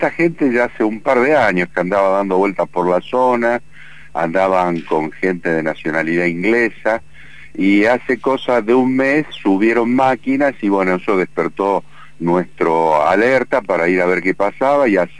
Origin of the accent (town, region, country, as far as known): Buenos Aires, Argentina; born there; now in Pituil, Argentina